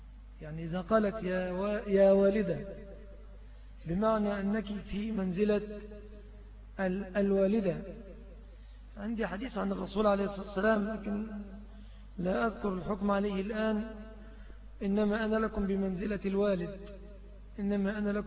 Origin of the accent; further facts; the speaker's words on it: Egypt; وبعض أهل البلاد العربية يأخذوها علينا كمصريين